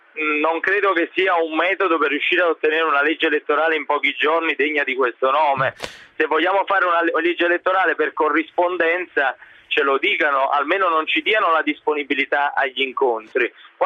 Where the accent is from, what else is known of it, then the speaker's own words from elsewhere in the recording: Pomigliano d'Arco, Campania, Italy; also born or lived in Avellino; Ma io sono nato ad Avellino, poi sono di Pomigliano d'Arco